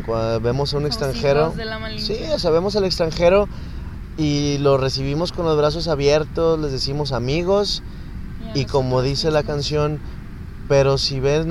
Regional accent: Nuevo León, Mexico; nuestra genética viene de esta tierra, por lo cual somos mexicanos. Somos Nuevo Leoneses

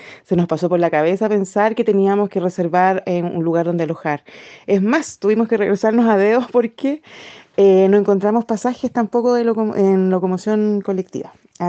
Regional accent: Chile; soy chilena, vivo en Ainil Mapu, que bueno, en español es la tierra de Valdivia, en el sur.

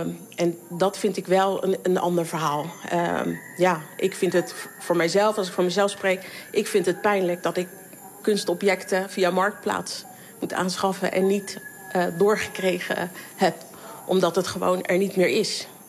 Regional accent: Papua, Indonesia; mijn moeder is hier in 58 gekomen. Zo lang zijn we hier. Als iemand, niemand weet dat ik een Papoea ben, dat raadt niemand. Als ik het vertel, dan weten ze nog niet wat dat is en waar ik vandaan kom.

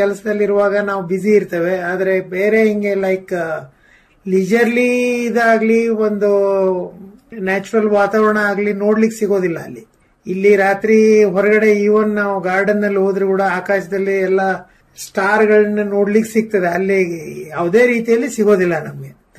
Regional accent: Gadag, Karnataka, India; now in Mumbai, India; ಇಲ್ಲ ಅಂದ್ರೆ ನಮ್ಮ ಊರು ಗದಗು.

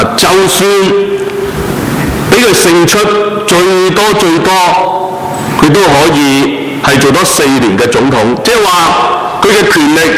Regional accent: China; 人都会是惧怕死亡特别是我们中国人

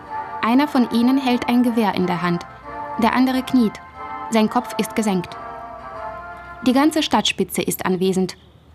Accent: Chausy, Mogilev Region, Belarus; moved away; Mindestens einmal im Jahr fahre ich nach Chausse. Das ist meine Heimatstadt. Sie hat 10.000 Einwohner und liegt im Osten von Belarus, 70 Kilometer von der russischen Grenze entfernt.

